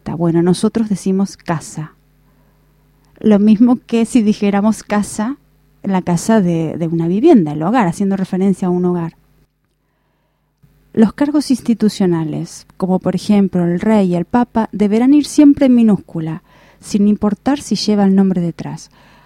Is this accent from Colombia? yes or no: no; Argentina; Porque en Argentina, por ejemplo, en mi país es DVD.